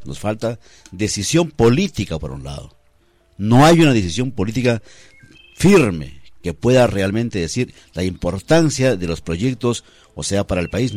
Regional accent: Peru; somos todos los peruanos, la sociedad civil.

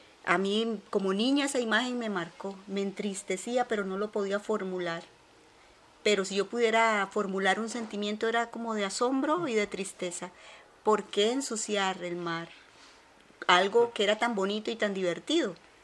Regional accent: Limón, Costa Rica; Yo vengo de la provincia de Limón, pero ya una vez, cuando crucé mi infancia, mis padres fueron a dar a Barrio México. Yo me casé muy joven y después vine a dar aquí a Desamparados, a Barrio Colonia del Sur.

